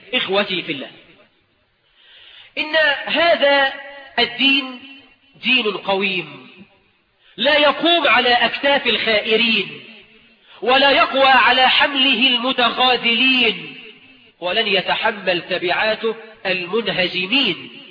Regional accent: Egypt; وإحنا كمصريين نطلق الجزء ونريد به الكل

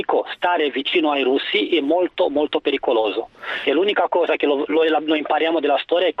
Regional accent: Romania; Italian is a second language; moved away as an adult; now in Italy; rumeno, sono qua in Italia da 15 anni e vi posso dire che stare con russi è stata la dramma più grande per il mio paese

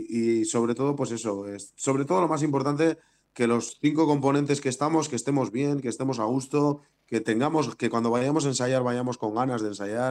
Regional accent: Bilbao, Basque Country, Spain; dos, Aitor y yo, el batería y yo, somos de Bilbao

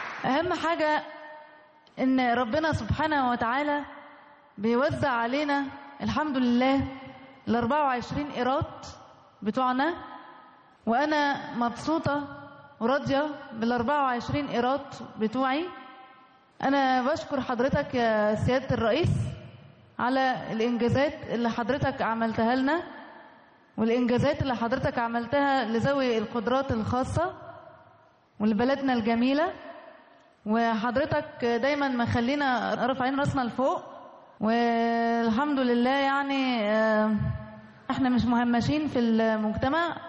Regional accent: Egypt; عندي 25 سنة. أنا فخورة إن أنا مصرية.

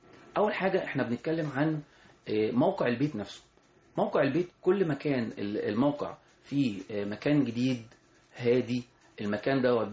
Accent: Egypt; وده طبعا عندنا احنا كمصريين في ثقافتنا في البيوت زمان

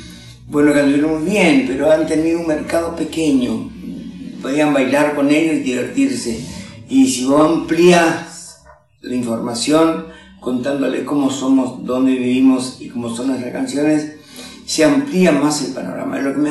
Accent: Loreto, Corrientes, Argentina; Mi pueblo, Loreto, queda a 200 kilómetros de capital, de esta capital, de Corrientes. 12 años, donde fui a parar

